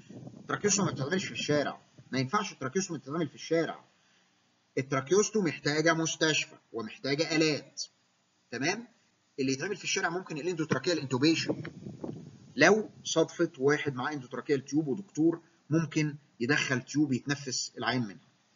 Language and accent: Arabic; Egypt; نحن كمصريين نفتخر